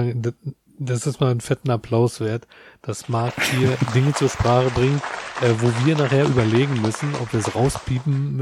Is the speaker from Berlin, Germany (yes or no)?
yes; Berlin, Germany; Ich bin aus Treptow-Köpenick.